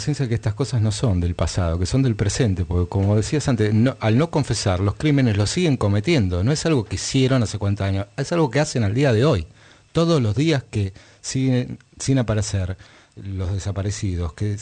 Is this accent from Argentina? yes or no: yes; Argentina; creo que como argentino me es más amplia mi identidad.